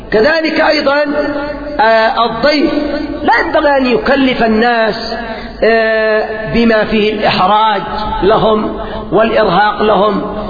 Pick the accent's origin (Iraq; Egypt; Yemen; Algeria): Yemen; أفسد الضيافة عندنا في اليمن القات،